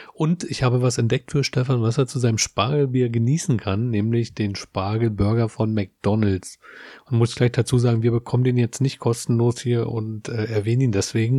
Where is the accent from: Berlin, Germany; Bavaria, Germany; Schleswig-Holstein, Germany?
Berlin, Germany; Selbst ich als Berliner, der das ganz gut kennt, kann das immer nicht so greifen.